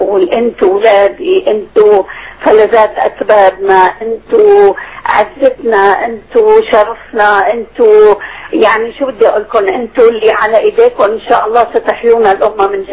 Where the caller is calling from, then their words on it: Qatar; أنا من قطر عم بتكلم.